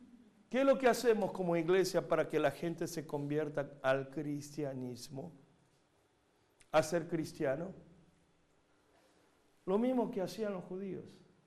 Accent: Buenos Aires, Argentina; Yo crecí en la Argentina, en los barrios judíos, de Once, Flores, Floresta.

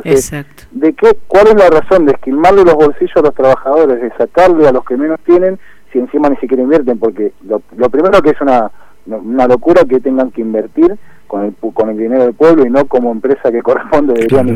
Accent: Moreno, Buenos Aires Province, Argentina; Yo soy de Moreno

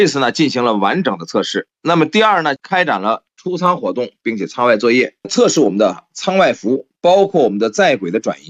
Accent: China; 我们还在考察与我们中国人自身特点相关的一些健康的评估

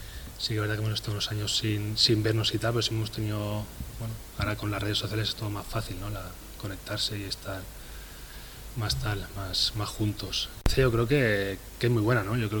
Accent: Catalonia, Spain; los dos somos catalanes, si eso te vale

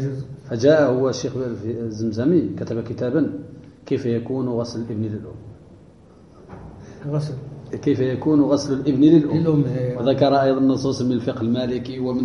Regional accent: Morocco; ولهذا كانت وقعت مشكلة عندنا في المغرب.

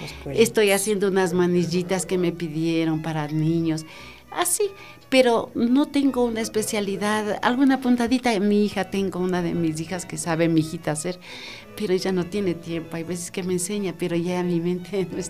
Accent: Quito, Pichincha, Ecuador; soy quiteña. Yo nací aquí en la 12 de octubre, entre Wilson y Veintimilla. Ahí era la casa de mis abuelitos, ahí nací.

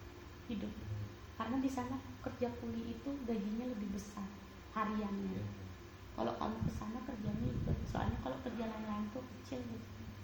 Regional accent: Bali, Indonesia; Dari kecil aku dari sini, makanya aku udah jadi warga Bali ya. KTP ku semua Bali.

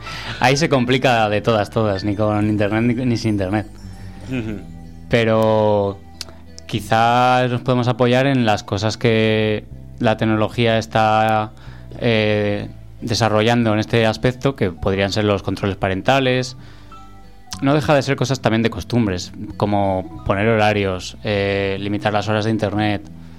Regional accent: Soria, Castile and León, Spain; now in Zaragoza, Spain; vengo de Soria y aquí hemos aterrizado, en Zaragoza.

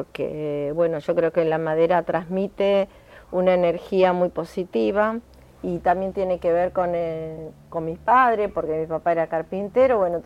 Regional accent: Buenos Aires, Argentina; born there; now in Cañuelas, Argentina; si bien yo nací en Capital Federal, pero yo estoy viviendo en Cañuelas y este es mi lugar en el mundo en este momento.

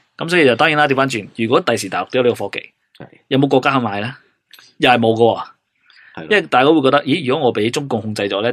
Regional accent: Hong Kong; 我哋香港人就唔使谂噶啦

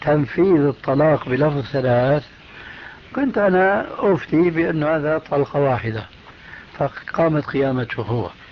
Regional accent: Damascus, Damascus Governorate, Syria; أخوه عندنا في دمشق

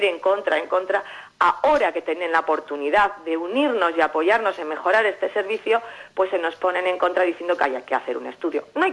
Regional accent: Llodio, Basque Country, Spain; yo soy de Llodio

